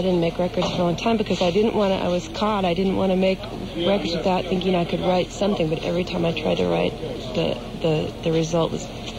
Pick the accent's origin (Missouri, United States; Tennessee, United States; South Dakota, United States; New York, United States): South Dakota, United States; born there; also born or lived in Canada / Illinois; I was born in the Midwest, South Dakota, and...